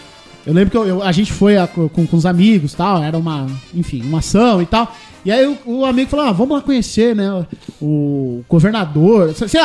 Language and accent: Portuguese; Paraná, Brazil; eu sou do Paraná, primeira vez que eu tô.